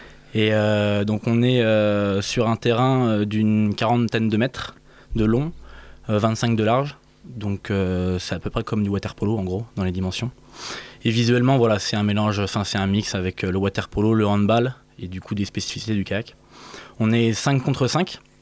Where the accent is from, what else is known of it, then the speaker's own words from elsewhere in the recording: Saint-Nazaire, Pays de la Loire, France; moi je viens juste en dessous de la Bretagne, de Saint-Nazaire, donc dans les Pays de la Loire.